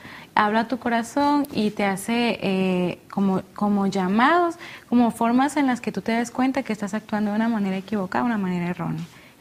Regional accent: Chiapas, Mexico; Estudio medicina y vengo del bello estado de Chiapas.

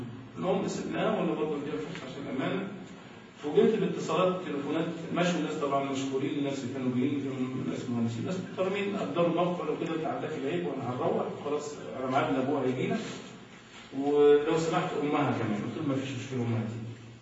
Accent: Egypt; من أمورنا كلنا كمصريين

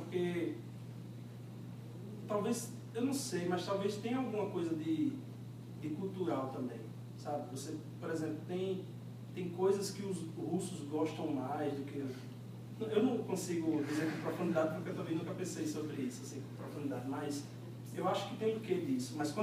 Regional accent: Maceió, Alagoas, Brazil; Eu sou de Maceió.

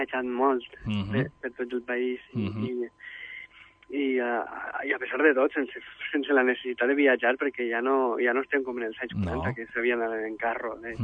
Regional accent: Xàtiva, Valencian Community, Spain; Xàtiva és el meu país i és la meva llengua. I segurament si jo no hagués nascut a Xàtiva no faria el que faig i no seria qui sóc d'alguna manera.

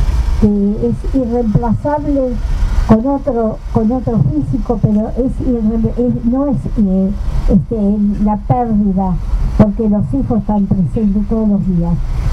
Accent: Argentina; A mí me duele como argentina, como ciudadana, como madre. Como madre de una familia, abuela, bisabuela

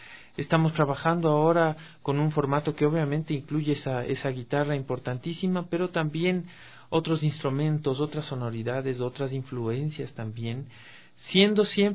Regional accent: Quito, Pichincha, Ecuador; de cómo somos los ecuatorianos, los quiteños.

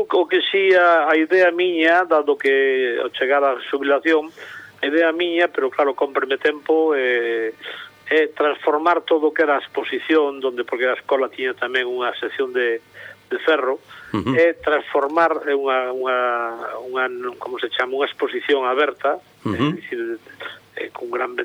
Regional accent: A Maía, Galicia, Spain; os sabores da miña infancia na Maía, ao lado de Santiago.

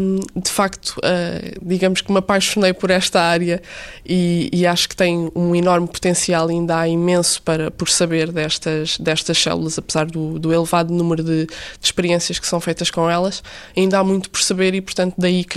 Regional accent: Barreiro, Setúbal, Portugal; tenho 25 anos e sou do Barreiro.

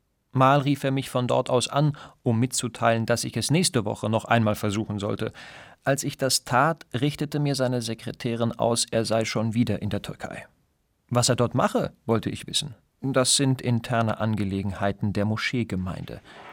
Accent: Afghanistan; in meiner Heimat Afghanistan.

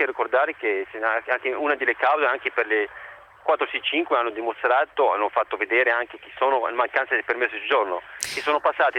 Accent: Morocco; now in Italy; Sì, sono del Marocco.

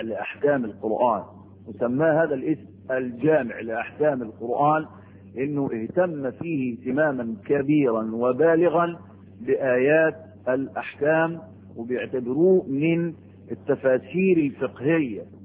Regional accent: Egypt; بلد عندكم في مصر، في بلدنا مصر مشهورة ومعروفة

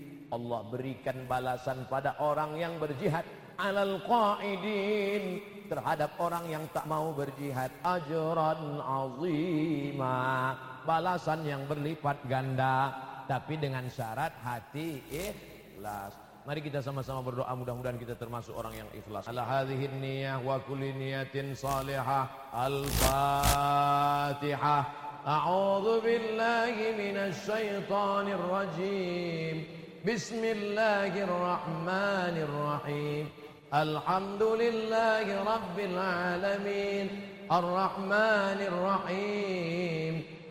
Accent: Riau, Indonesia; Saya orang Riau tapi sering saya ke Pontianak.

